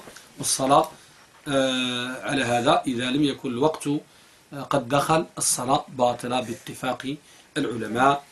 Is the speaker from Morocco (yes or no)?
yes; Morocco; ولا سيما أخص بلادنا المغرب